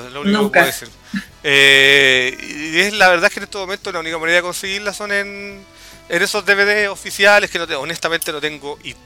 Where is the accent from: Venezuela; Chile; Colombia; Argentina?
Chile; como acá todo el mundo, porque soy chileno